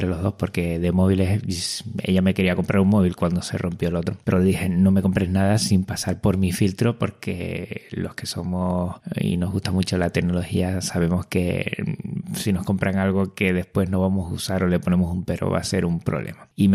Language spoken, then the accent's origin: Spanish; Canary Islands, Spain; accent: Canarian; Por mi acento me delata ya, pero entiendo que todos sabrán que soy canario.